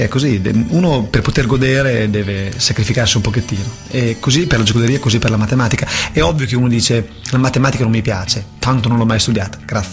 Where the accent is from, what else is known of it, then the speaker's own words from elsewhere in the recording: Bologna, Emilia-Romagna, Italy; sono bolognese, perdonatemi per la pronuncia.